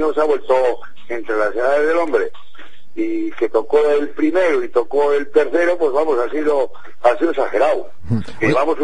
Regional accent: Spain; Me dio una sorpresa pues enorme, como cualquier español que le pueda tocar.

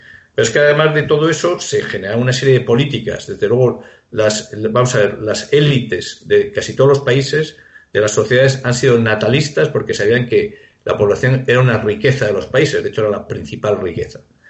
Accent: Spain; yo me tengo que preocupar sobre todo si soy español de mi país.

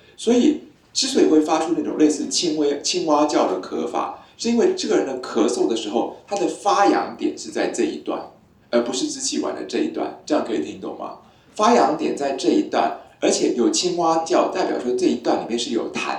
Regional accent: Taiwan; 水鸡，哎，请问我们台湾人说田鸡

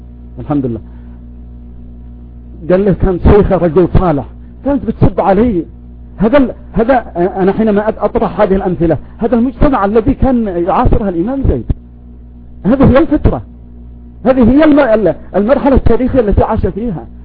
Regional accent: Yemen; صار يعلق ساحبه ويعدمه في الخشبة عندنا في اليمن

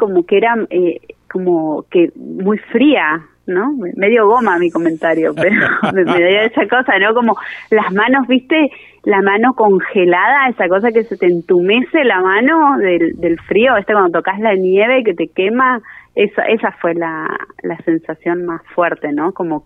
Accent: Santiago del Estero, Argentina; also born or lived in Buenos Aires; Uy, santiagueña. De venida en Porteña y ahora sureña.

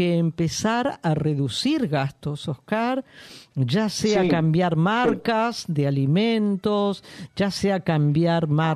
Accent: Argentina; El consumidor promedio es el argentino. Somos los argentinos.

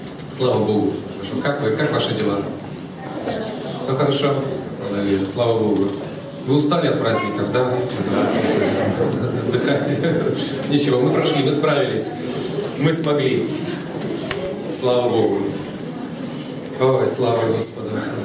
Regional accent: Siberia, Russia; Я вырос в Сибири, как у нас говорили, там народ пьет все, что горит

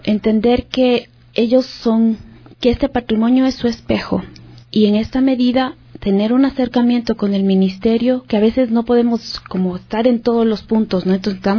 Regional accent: Ecuador; y que eso somos como ecuatorianos.

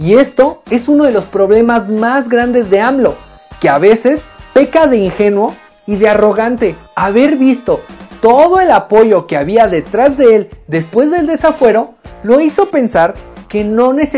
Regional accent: Mexico; de nosotros como mexicanos

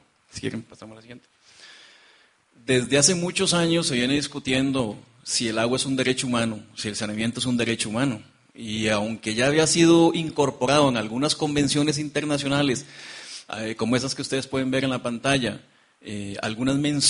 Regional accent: Costa Rica; hablo portugués, yo vengo de Costa Rica

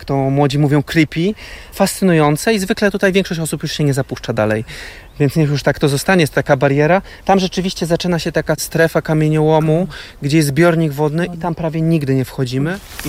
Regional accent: Poznań, Greater Poland Voivodeship, Poland; Wychowywałem się w Poznaniu na nieużytku. To była rezerwa pod inwestycję tramwajową.

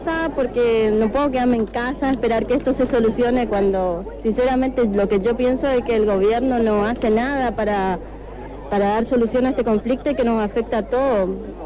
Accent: Garupá, Misiones, Argentina; no, yo vengo, si soy de Garupá

